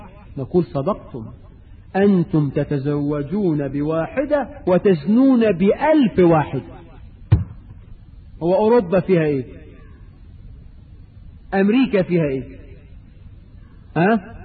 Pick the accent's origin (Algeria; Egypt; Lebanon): Egypt; وانا قرأت في احدى الجرائد عندنا في مصر خبر كده